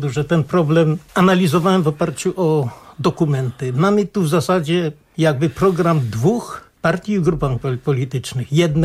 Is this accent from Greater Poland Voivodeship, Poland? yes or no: yes; Poznań, Greater Poland Voivodeship, Poland; Jako Poznaniak mówię Marcinek